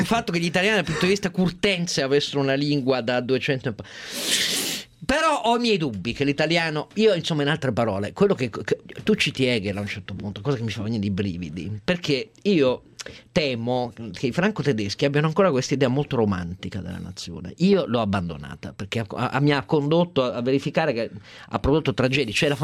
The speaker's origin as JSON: {"language": "Italian", "region": "Piedmont", "country": "Italy", "said": "io del Piemonte sono piemontese"}